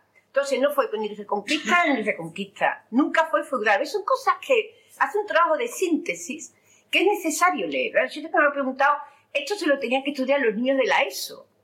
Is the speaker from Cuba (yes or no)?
no; Andalusia, Spain; en nuestras bibliotecas como andaluces